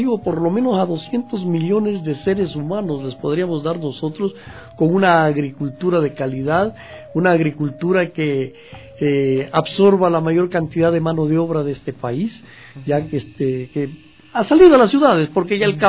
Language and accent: Spanish; Macará, Loja, Ecuador; yo soy oriundo del sur del país, yo soy de Macará, en la provincia de Loja.